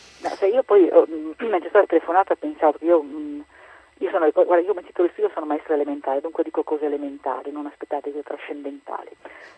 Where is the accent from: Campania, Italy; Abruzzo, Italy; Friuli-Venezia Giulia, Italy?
Friuli-Venezia Giulia, Italy; Trieste; per me che sono di Trieste